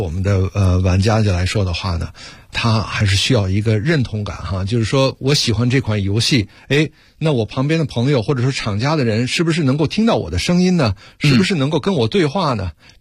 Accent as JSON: {"language": "Chinese", "region": "Beijing", "country": "China", "tie": "born or raised there", "said": "是 PlayStation 中国业务的负责人。大家听我讲话呢，可能不太以为我是一个外国人哈，实际我呢本人是在北京长大的，当时呢是一个小外，现在是一个老外了。"}